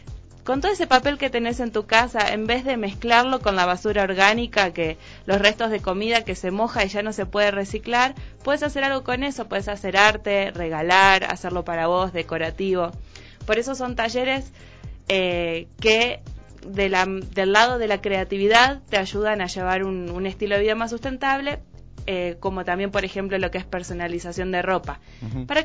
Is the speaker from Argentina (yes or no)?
yes; Argentina; now in Ecuador; Yo soy argentina, ya se darán cuenta por las...